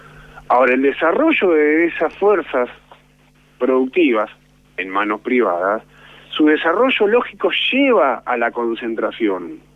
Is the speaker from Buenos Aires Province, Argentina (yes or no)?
yes; Moreno, Buenos Aires Province, Argentina; Yo soy de Trujillo, Luca, un barrio de Moreno, de mucha historia, epicentro de los saqueos del 89, del 2001, y yo me crié en la calle en ese barrio, a mí me criaron los vecinos.